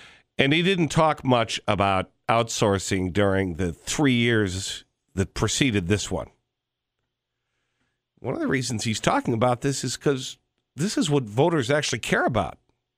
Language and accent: English; Milwaukee, Wisconsin, United States; So I have mixed emotions about the president's visit to Milwaukee yesterday, my hometown.